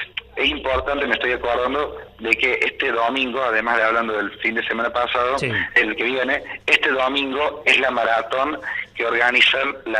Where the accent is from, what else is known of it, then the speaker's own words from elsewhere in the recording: Villa Allende, Córdoba, Argentina; Los que somos de Villa Allende sabemos que Villa Allende tiene vida propia.